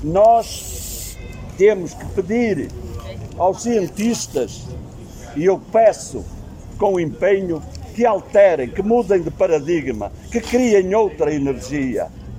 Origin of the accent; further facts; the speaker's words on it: Penafiel, Norte, Portugal; as pessoas achem que eu que sou do Penafiel